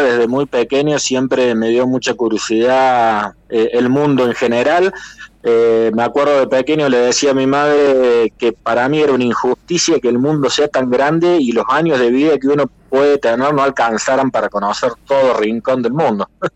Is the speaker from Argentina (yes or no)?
yes; Mendiolaza, Córdoba, Argentina; now in Valle Hermoso, Argentina; Yo soy de Mendiolaza, de las Sierras Chicas.